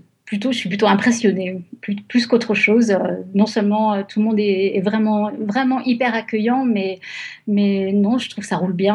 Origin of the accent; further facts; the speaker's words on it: France; moved away as an adult; now in California, United States; Je suis française, mais ça fait 20 ans que j'habite en Californie